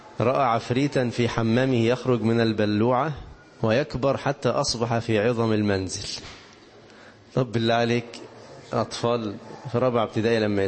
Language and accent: Arabic; Egypt; وطبعا إحنا كمصريين أساتذة في التخويف، صح كده؟